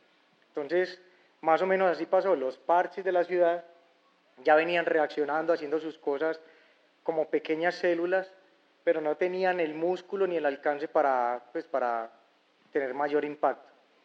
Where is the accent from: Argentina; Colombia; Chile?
Colombia; Medellín, Antioquia; vengo de Medellín, creo que ya lo había notado